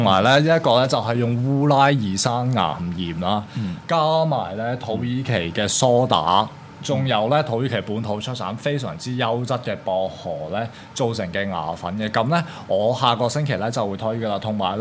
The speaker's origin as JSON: {"language": "Cantonese", "country": "Hong Kong", "said": "即係其實呢一個對於我哋香港人嚟講，真係一件大件事嚟嘅"}